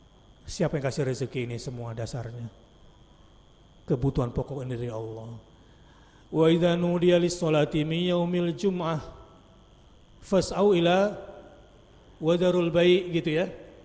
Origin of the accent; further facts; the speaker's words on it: Jakarta, Indonesia; Saya orang Jakarta